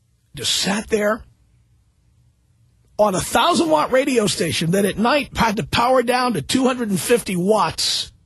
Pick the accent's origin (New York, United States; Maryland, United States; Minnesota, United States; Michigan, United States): New York, United States; New York City; now in Los Angeles, United States; I live in Los Angeles, and I have for 19 years, but you know what? I come from New York City. I did not grow up here.